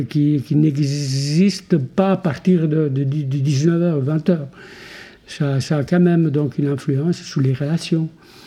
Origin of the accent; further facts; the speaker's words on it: Italy; Et en tant qu'Italien, je n'arrive pas à le concevoir.